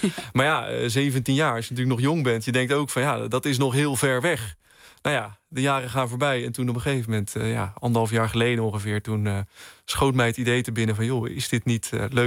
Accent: Haastrecht, South Holland, Netherlands; Ja, ik kom dus uit Haastrecht. Ik ben er geboren en getogen.

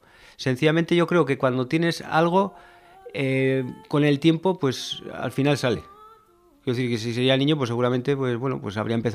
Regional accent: Pamplona, Navarre, Spain; Y yo soy de aquí, soy de La Rocha, soy de aquí de Iruña, vamos.

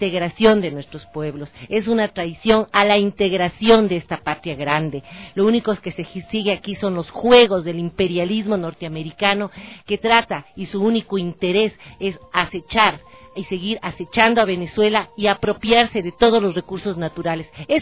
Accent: Ecuador; Eso no podemos permitirlo como ecuatorianos.

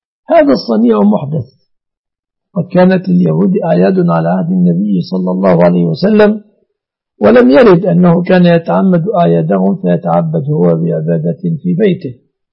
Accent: Egypt; الوضع عندنا في مصر

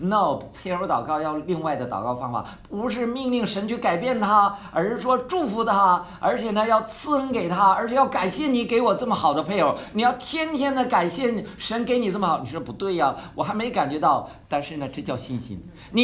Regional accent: Northeast China, China; 虽然我们是东北人

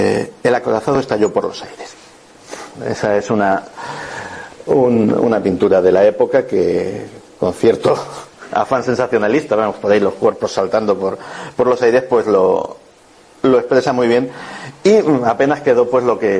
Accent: Spain; Esto que estáis viendo es una cosa que a nosotros como españoles nos atañe bastante

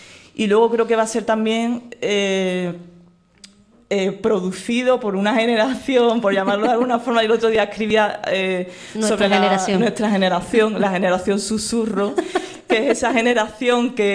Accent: Cádiz, Andalusia, Spain; el sur es una... Yo vengo de Cádiz, o sea, más creativo que Cádiz, que es imposible.

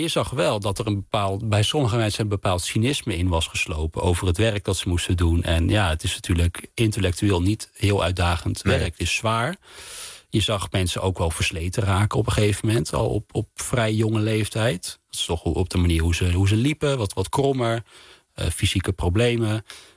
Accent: Wageningen, Gelderland, Netherlands; now in Amsterdam, Netherlands; ik woonde toen al in Amsterdam. En deze fabriek stond in mijn in Wageningen, waar ik ben opgegroeid.

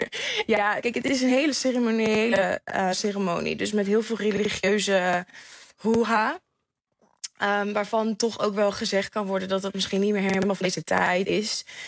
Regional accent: United Kingdom; accent: English; Dutch is a second language; Met mijn Engels accent

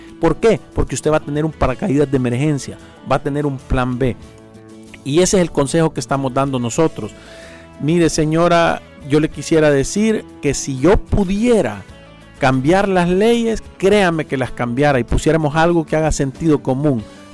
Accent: El Salvador; Nosotros como salvadoreños, yo he visto que se nos ha pegado una enfermedad que se llama de la victimización.

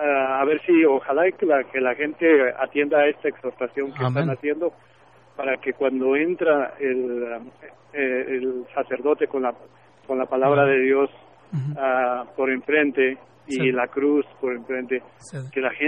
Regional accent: Sacramento, California, United States; yo soy de Sacramento.

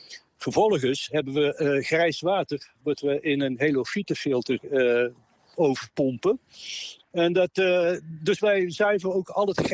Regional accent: Tilburg, North Brabant, Netherlands; born there; Deze stad, Tilburg, mijn geboortestad, wordt zo heet door alle hoogbouw, door baksteen en beton.

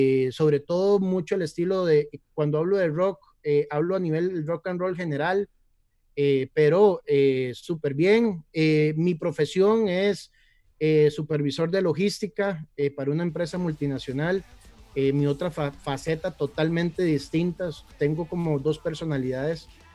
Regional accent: Guápiles, Limón, Costa Rica; born there; now in Alajuela, Costa Rica; yo nací en Guápiles, que pertenecemos más a San José, pero bueno, como que nos quieren expulsar de ahí. Pero toda una vida he estado viviendo en la liga

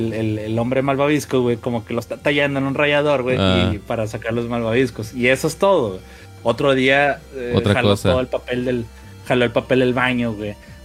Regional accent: Mexico City, Mexico; Neto, Quique y su servidor, pues somos del DF

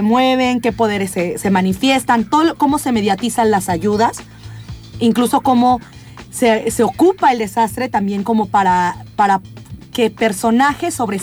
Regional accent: Oaxaca, Mexico; del lugar de donde yo soy, el estado de Oaxaca, es justo una de las zonas más devastadas.

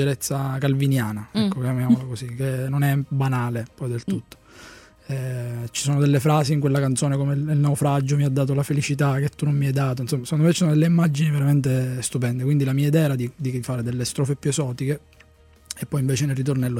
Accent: Solarino, Sicily, Italy; Pantalica in Sicilia è una necropoli vicino al mio paese di origine, che si chiama Solarino

